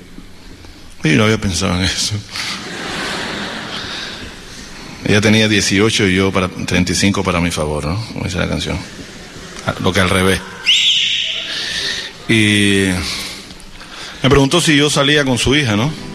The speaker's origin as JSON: {"language": "Spanish", "town": "Consolación del Sur", "region": "Pinar del Río", "country": "Cuba", "said": "Y yo soy de Cuba. ¿Y de qué parte? Yo, de Consolación del Sur."}